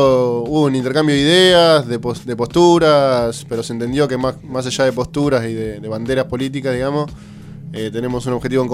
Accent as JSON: {"language": "Spanish", "town": "La Plata", "region": "Buenos Aires Province", "country": "Argentina", "said": "Yo soy de acá de La Plata."}